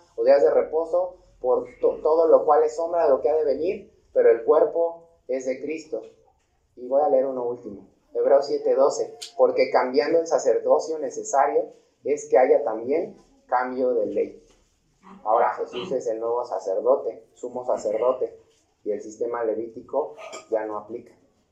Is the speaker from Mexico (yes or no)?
yes; Mexico; No, como mexicanos sí